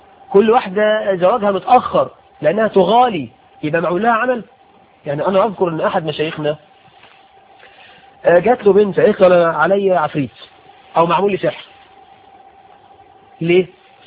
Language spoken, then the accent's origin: Arabic; Egypt; عندنا في عرفنا كمصريين